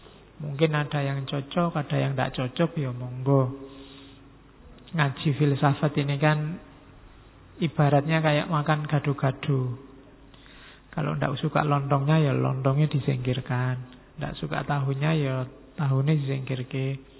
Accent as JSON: {"language": "Indonesian", "region": "Java", "country": "Indonesia", "said": "Ya, karena saya orang Jawa, ngertinya referensi-referensi Jawa."}